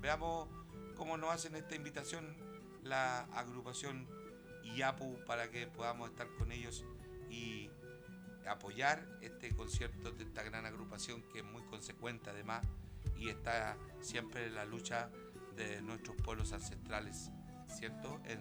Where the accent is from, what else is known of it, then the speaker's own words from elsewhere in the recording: Santiago Metropolitan, Chile; mi ex población, donde yo nací y me crié y jugué, que es la población Pedro Aguirre Cerda.